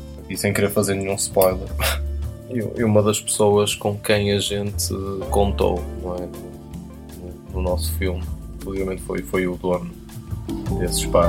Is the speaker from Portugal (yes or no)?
yes; Porto, Norte, Portugal; Portanto, eu sou do Porto